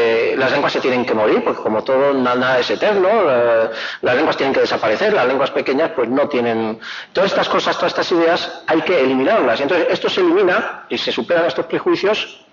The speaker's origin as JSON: {"language": "Spanish", "town": "Madrid", "region": "Community of Madrid", "country": "Spain", "said": "yo vengo de Castilla, es decir, yo vengo de Madrid, yo vengo de lo que es el centro político del Estado"}